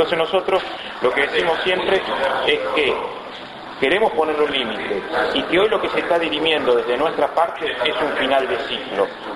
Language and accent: Spanish; Azul, Buenos Aires Province, Argentina; de la Ciudad Azul, concejal actualmente por segundo mandato consecutivo.